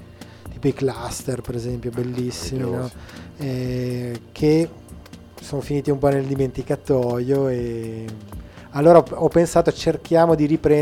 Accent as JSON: {"language": "Italian", "town": "Bolzano", "region": "Trentino-Alto Adige", "country": "Italy", "said": "Esatto, perché vengo da Bolzano."}